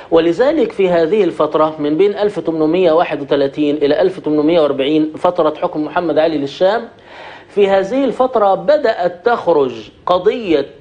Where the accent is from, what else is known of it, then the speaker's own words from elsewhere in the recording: Egypt; يعني عندنا في مصر مؤسس هذا النظام التغريبي هو محمد علي باشا.